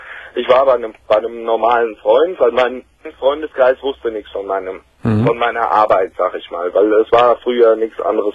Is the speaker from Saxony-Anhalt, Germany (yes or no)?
no; Frankfurt am Main, Hesse, Germany; ich komme so aus dem Großraum Frankfurt am Main.